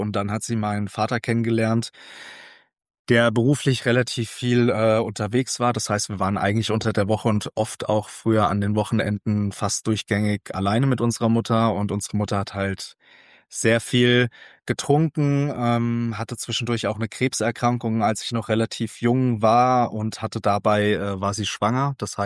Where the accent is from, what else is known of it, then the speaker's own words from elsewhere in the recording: Hesse, Germany; 1995 in Dieburg, das ist bei Darmstadt, und dementsprechend wisst ihr jetzt auch, wo ich aufgewachsen bin und herkomme, und zwar im schönen Südhessen, direkt vor den Toren Darmstadts. Da habe ich meine meiste Zeit verbracht.